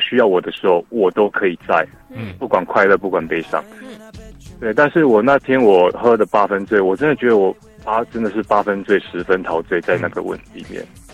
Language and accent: Chinese; Taiwan; 我是台湾来的。